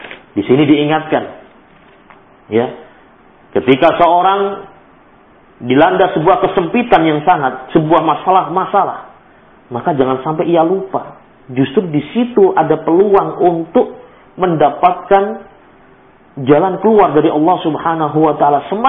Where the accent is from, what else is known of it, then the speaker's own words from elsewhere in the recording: Palembang, South Sumatra, Indonesia; atau merajuk kalau dalam bahasa kita orang Palembang